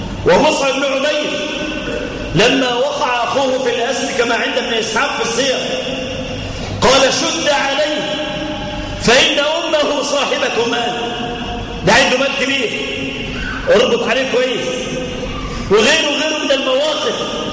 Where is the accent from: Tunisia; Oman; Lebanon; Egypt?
Egypt; لا سيما في بلادنا مصر